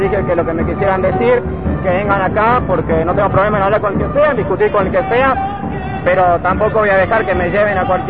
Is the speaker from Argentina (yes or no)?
yes; Salta, Argentina; Yo soy de Salta